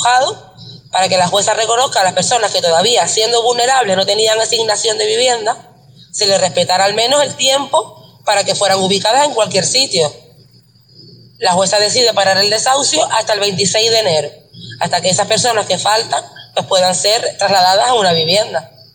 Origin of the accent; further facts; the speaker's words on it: Buenavista del Norte, Canary Islands, Spain; Si yo soy de Buenavista, O sea, yo, no, yo me tengo que ir de mi pueblo